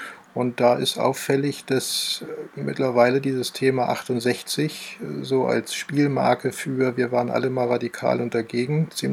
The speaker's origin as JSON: {"language": "German", "region": "Hamburg", "country": "Germany", "tie": "born or raised there", "said": "groß geworden im Stadtrandgebiet von Hamburg in einer Siedlung, Neubausiedlung, Anfang der 70er Jahre gebaut"}